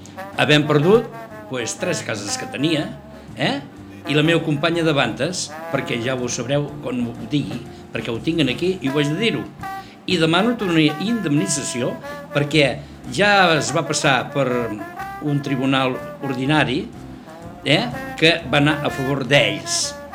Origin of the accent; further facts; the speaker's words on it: Catalonia, Spain; Catalán, sí, sí. De pura